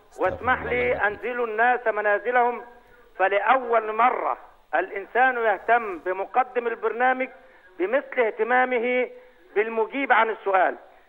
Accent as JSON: {"language": "Arabic", "country": "Egypt", "said": "لا من تونس، أنا من مصر."}